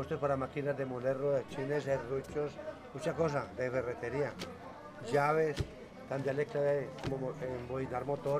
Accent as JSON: {"language": "Spanish", "town": "Tuluá", "region": "Valle del Cauca", "country": "Colombia", "lives_now": "Santa Rosa, Colombia", "said": "No, yo soy de Tuluá."}